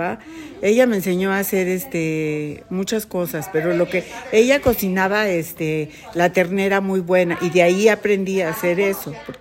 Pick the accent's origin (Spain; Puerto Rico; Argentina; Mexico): Mexico; Mexico City; born there; Yo nací en la Ciudad de México el primero de junio de 1948.